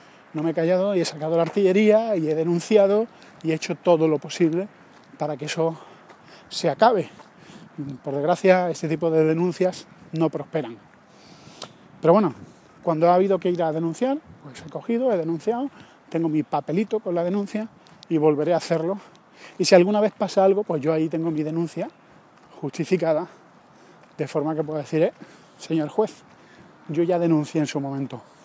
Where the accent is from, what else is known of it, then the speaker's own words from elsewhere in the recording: Andalusia, Spain; soy andaluz